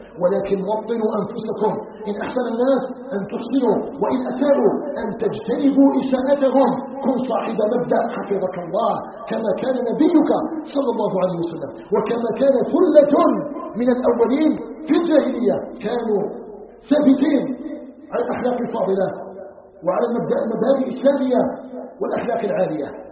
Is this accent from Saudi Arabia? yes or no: no; Algeria; نسأله تبارك وتعالى أن يجعل بلدنا الجزائر بلدا آمنا مطمئنا